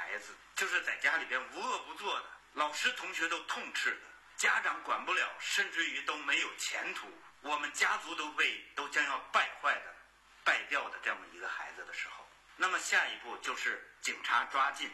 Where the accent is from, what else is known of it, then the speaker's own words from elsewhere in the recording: China; 我们中国人是非常兴奋的，很激动的